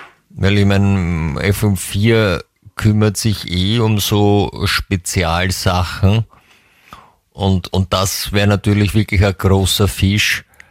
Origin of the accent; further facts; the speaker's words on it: England, United Kingdom; German is a second language; bei uns in England sagt man, würde man sagen, einschleimern zu können.